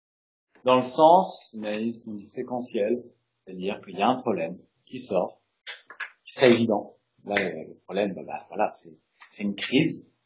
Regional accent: Russia; je dis ça sans jugement de valeur, je viens de la Russie.

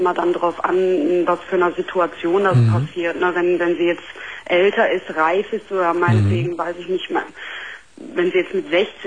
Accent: Syria; Ja, weil ich bin komme aus einem Land, wo das nicht so üblich ist. Also ich bin gebürtige, ich komme aus Syrien

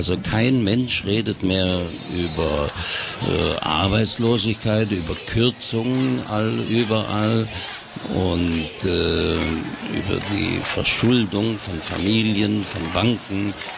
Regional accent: Germany; Und weil es im Reisepass drinsteht, musst du dann halt sagen, ich bin Deutscher.

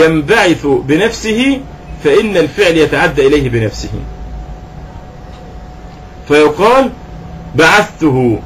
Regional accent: Egypt; احنا معروف عندنا في مصر اللبن الايه اللبن الرائب

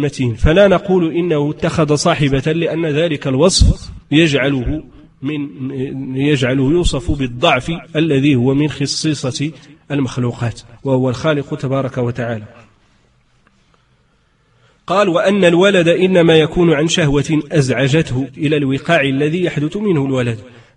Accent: Morocco; accent: Moroccan Arabic; ويقال له بدارجتنا العامية يعني المغربية يقال له الزهر

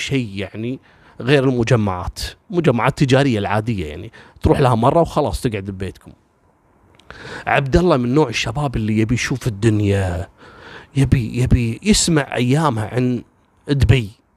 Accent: Kuwait; عندنا في الكويت هنا

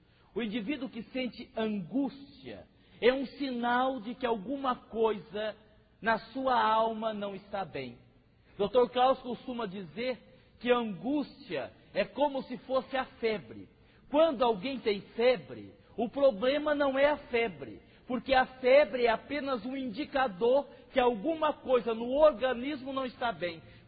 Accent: Votuporanga, São Paulo, Brazil; eu sou de Votuporanga.

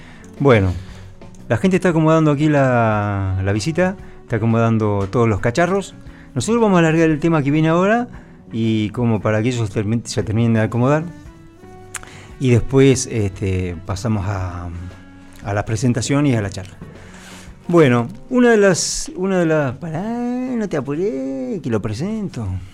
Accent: United States; Como músico estadounidense, en algún momento tenemos que hacer algo de country.

